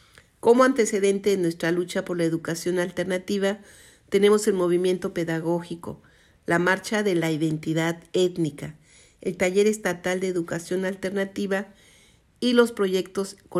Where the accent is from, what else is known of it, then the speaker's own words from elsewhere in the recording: Oaxaca, Mexico; Y como maestra oaxaqueña, estoy agremiada en la sección 22.